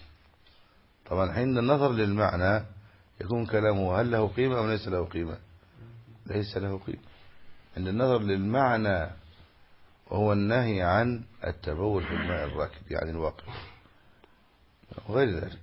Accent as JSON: {"language": "Arabic", "country": "Egypt", "said": "والمثل الذي عندنا في مصر"}